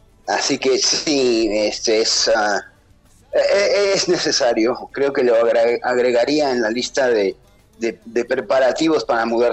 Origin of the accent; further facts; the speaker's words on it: Argentina; aparte de decir que nací en Argentina y que soy argentino hasta el día de la fecha.